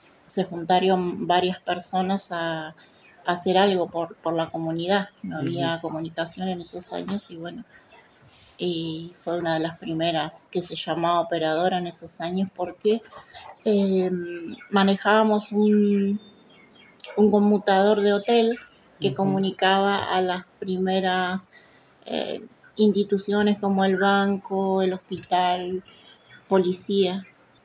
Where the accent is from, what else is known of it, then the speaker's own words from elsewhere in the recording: El Hoyo, Chubut, Argentina; also born or lived in El Bolsón; Nací en Bolsón y me crié toda la vida acá en El Hoyo. Mis padres vivieron acá siempre.